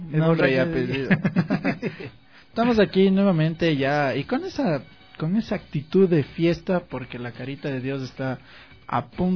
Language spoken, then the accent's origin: Spanish; Quito, Pichincha, Ecuador; somos quiteños y quiteños vamos a morir.